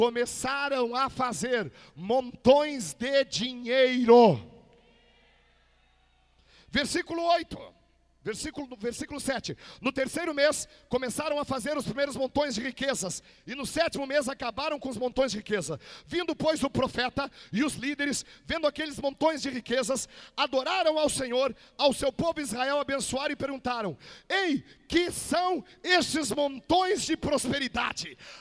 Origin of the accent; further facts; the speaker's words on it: Rio Grande do Sul, Brazil; opa, sou gaúcho, não sou covarde.